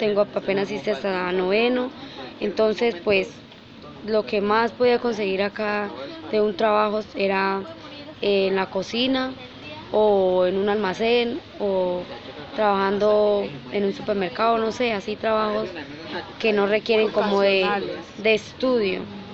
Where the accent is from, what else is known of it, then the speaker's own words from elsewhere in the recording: Landázuri, Santander, Colombia; Yo soy de Santander, de Norte Santander, soy de Landázuri